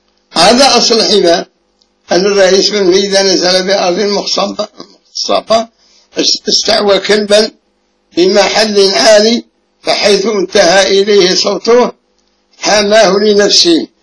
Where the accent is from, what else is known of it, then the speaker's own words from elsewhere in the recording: Egypt; الالتزام المعروف عندنا في مصر وغيرها